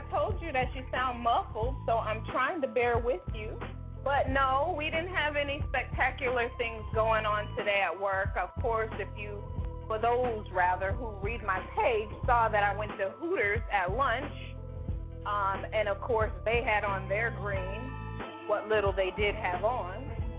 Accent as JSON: {"language": "English", "town": "Boston", "region": "Massachusetts", "country": "United States", "said": "I was going to, but I did, since I'm from Boston."}